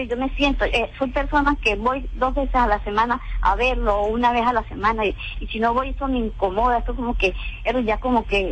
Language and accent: Spanish; Colombia; esta edad que yo tengo, 59 años, pero yo soy colombiana